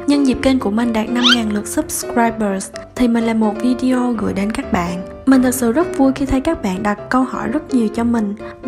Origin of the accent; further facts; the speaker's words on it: Kon Tum, Vietnam; Mình sinh ra và lớn lên ở Kon Tum.